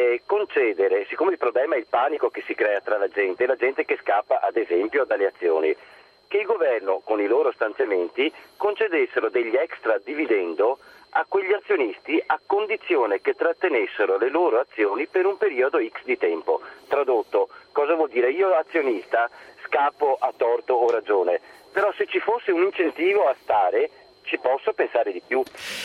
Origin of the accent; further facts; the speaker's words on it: Venice, Veneto, Italy; ho 51 anni, sono di Venezia